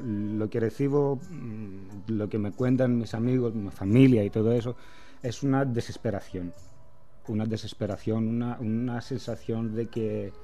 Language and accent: Spanish; Athens, Attica, Greece; Spanish is a second language; Yo he crecido en Atenas.